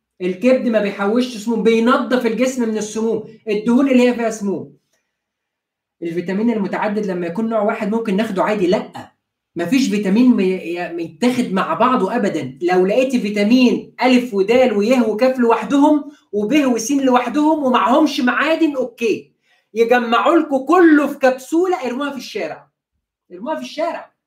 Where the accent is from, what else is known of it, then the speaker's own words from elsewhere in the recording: Egypt; عندنا في مصر.